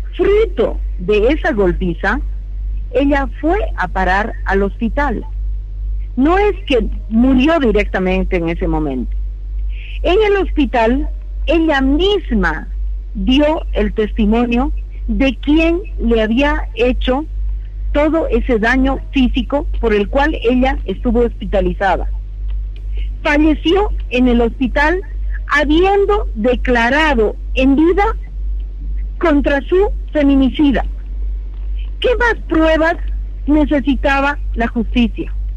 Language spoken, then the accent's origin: Spanish; Bolivia; Lo que estaríamos haciendo como sociedad boliviana, entregando al feminicida la tenencia de la hija